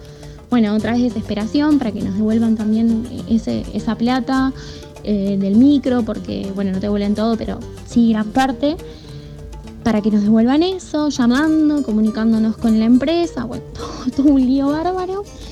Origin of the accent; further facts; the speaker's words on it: Temperley, Buenos Aires Province, Argentina; soy de Temperley